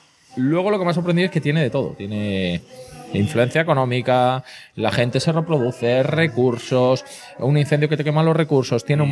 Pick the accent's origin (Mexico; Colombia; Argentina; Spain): Spain; subo la picaresca, que soy español.